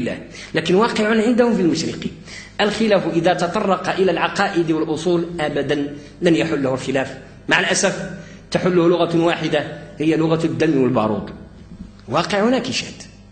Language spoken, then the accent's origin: Arabic; Morocco; وقد كنا كمغاربة وكأندلسيين في عمقنا الحضاري أساتذة للمشرق